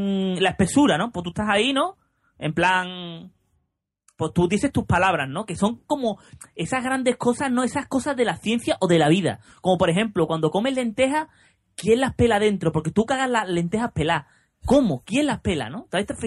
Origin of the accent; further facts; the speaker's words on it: Seville, Andalusia, Spain; Viniendo yo, que soy muy, muy sevillano.